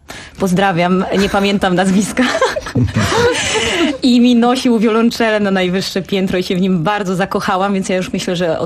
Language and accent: Polish; Białystok, Podlaskie Voivodeship, Poland; Ja po prostu pochodzę z pięknego miasta Białegostoku